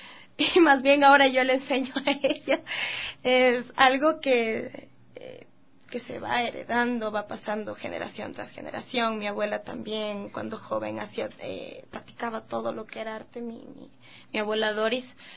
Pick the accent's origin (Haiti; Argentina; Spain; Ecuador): Ecuador; Quito, Pichincha; born there; Soy nacida en Quito.